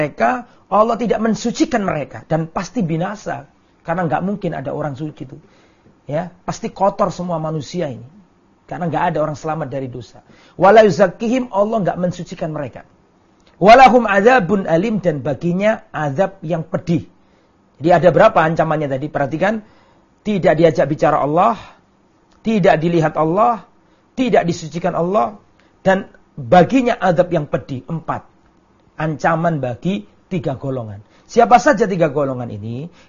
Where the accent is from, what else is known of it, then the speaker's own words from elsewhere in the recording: Lamongan, East Java, Indonesia; saya kembali ke kampung, ke desa saya Lamongan misalnya